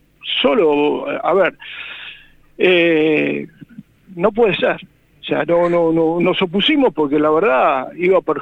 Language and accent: Spanish; Buenos Aires, Argentina; born there; soy vecino, nací en Liniers, vivo en Mataderos, vivo en Montiel y Alberdi, así que conozco un poquito la zona